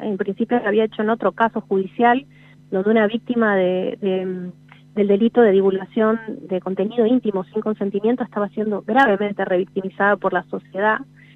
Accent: La Rioja, Argentina; Sí, soy de La Rioja, escribo para un medio nacional

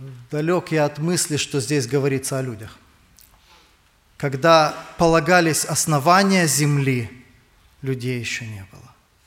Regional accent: Kiryat Gat, Southern District, Israel; Я из Израиля, из города Кириат-Гат.

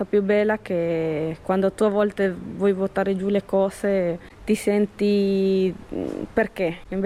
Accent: Bolivia; Italian is a second language; now in Italy

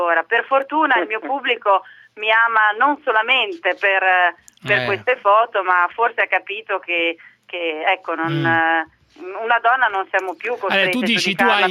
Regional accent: Emilia-Romagna, Italy; io da buona romagnola servo ogni tanto il tortellino in brodo a mio marito a tavola

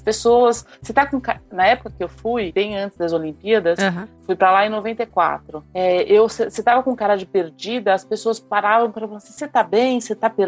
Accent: Brazil; eu sou do Brasil, eu não vou entrando, assim, na casa das pessoas que eu não conheço

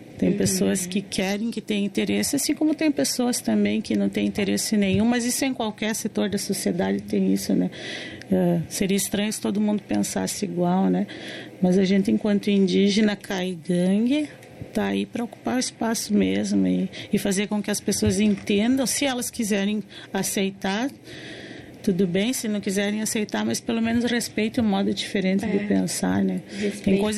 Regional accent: Rio Grande do Sul, Brazil; also born or lived in Paraná; eu sou do Paraná, né? Mas a minha vida inteira vivi no Rio Grande do Sul.

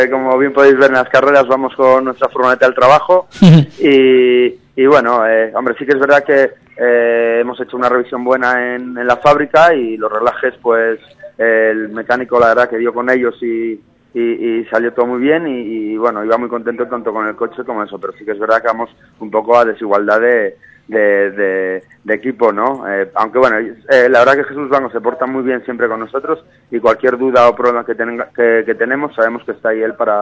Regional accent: Asturias, Spain; aunque bien decías que soy asturiano, pues un poco en casa, ya que vivo aquí

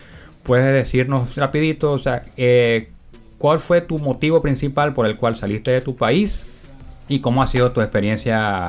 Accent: Venezuela; also born or lived in Peru; now in Castro, Chile; acá a Chile, específicamente a Castro, en Chiloé. Anteriormente estuve 6 meses en Perú. Yo salí de Venezuela en octubre pasado, todo siempre por carreteras, pasamos por Colombia, Ecuador también

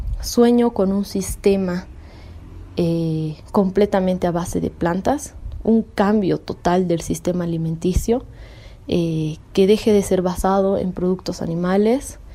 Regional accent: Bolivia; Exijo como humana perteneciente a este territorio y denominada como boliviana

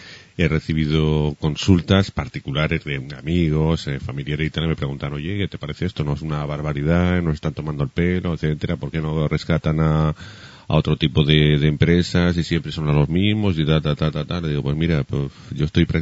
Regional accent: Huesca, Aragon, Spain; Huesca tendrá pues como 40 y pico mil habitantes, que es de donde yo soy

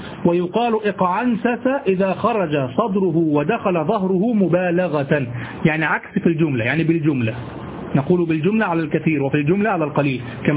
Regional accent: Egypt; لعله كما نقول عندنا في مصر انقعص، في مصر نقول

